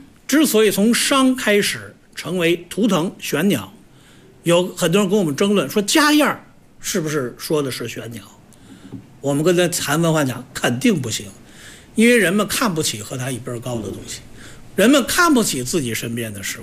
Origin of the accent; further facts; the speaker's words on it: Beijing, China; 所以作为老北京的我啊，又守在前门楼子上